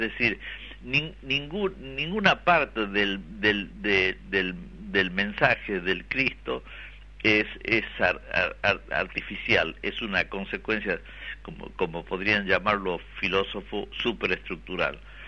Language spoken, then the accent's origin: Spanish; Yala, Jujuy, Argentina; born there; es un lugar donde yo nací, es un lugar que conozco yo piedra por piedra